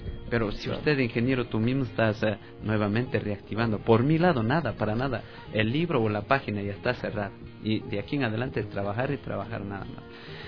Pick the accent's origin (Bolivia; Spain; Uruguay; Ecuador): Ecuador; quiero solidarizar como ecuatoriano.